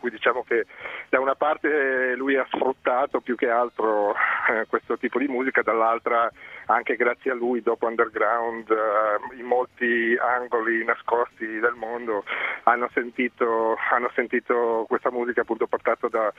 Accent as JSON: {"language": "Italian", "region": "Friuli-Venezia Giulia", "country": "Italy", "said": "io sono del Friuli, un paesino come tanti del Friuli, come il mio"}